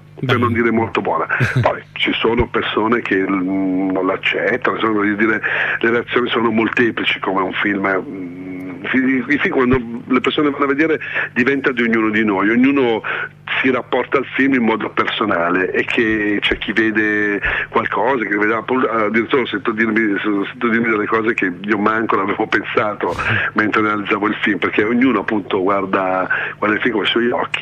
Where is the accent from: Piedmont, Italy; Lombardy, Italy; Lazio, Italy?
Lombardy, Italy; Milan; Se sono un napoletano, ma nato, cresciuto e vivo ancora a Milano